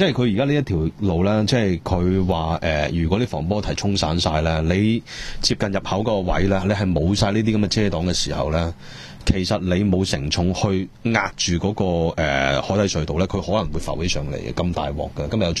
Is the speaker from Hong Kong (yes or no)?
yes; Hong Kong; 帮我哋香港人讲啲说话